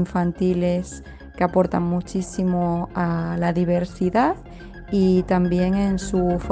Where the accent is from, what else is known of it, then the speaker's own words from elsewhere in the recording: Extremadura, Spain; Y como extremeña destacaría